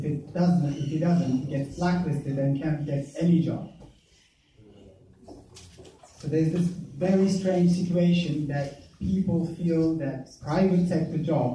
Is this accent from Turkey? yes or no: yes; Turkey; I'm from Turkey. In Turkey, if someone works in the public sector, that person has to go to all the government rallies.